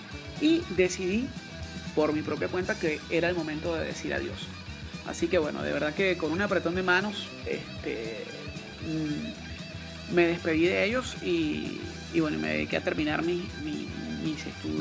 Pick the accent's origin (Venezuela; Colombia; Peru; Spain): Venezuela; es una verdadera institución de la música en mi país, en Venezuela